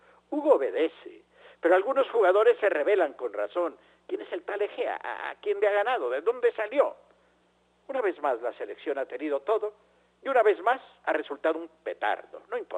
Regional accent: Mexico; Como verán, soy un aficionado mexicano al fútbol o algo semejante que se juega aquí.

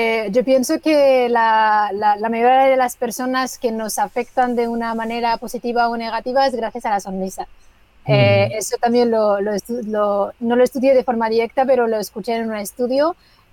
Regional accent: Morocco; Spanish is a second language; estamos, desde luego, en Marruecos, en mi país

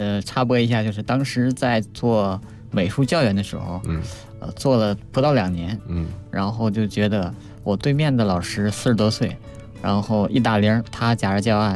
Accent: Jilin, China; 当时是正在我们的家乡吉林举办这个第6届亚洲冬运动会。

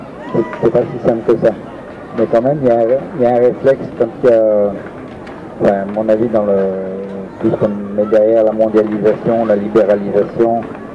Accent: Grand Est, France; born there; Même moi, je suis né en Lorraine, on m'a obligé à apprendre l'allemand si je voulais apprendre l'anglais.

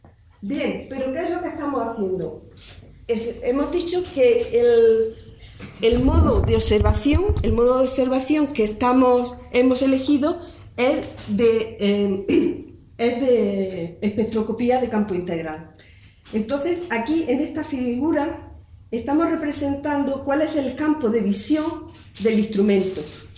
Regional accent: Andalusia, Spain; Bueno, somos andaluces y lo primero que nos vendría a la cabeza

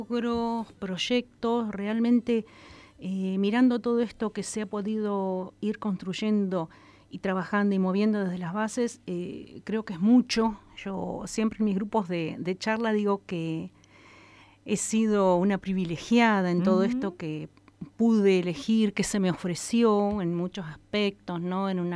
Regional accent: Intendente Alvear, La Pampa, Argentina; Soy nativa de un pueblo hermoso, Intendente Alvear

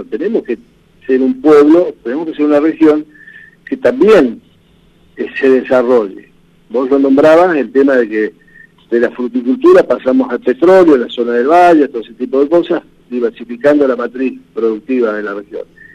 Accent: Ingeniero Jacobacci, Río Negro, Argentina; yo nací acá en Jacobacci y viví todos los procesos

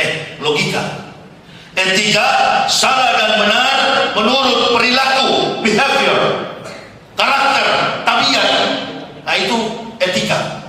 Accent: Manado, North Sulawesi, Indonesia; Ini saya orang Manado.

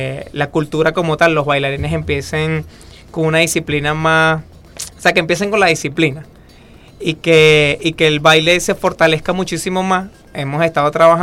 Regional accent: Venezuela; Porque bueno, somos venezolanos.

